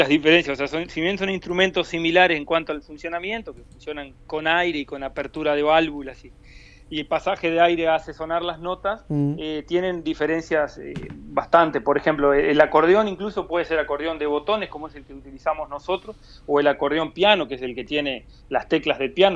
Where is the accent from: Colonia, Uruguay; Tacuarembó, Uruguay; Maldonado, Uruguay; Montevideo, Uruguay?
Tacuarembó, Uruguay; San Gregorio de Polanco; En realidad no somos ninguno oriundo de la capital. Yo soy de San Gregorio Polanco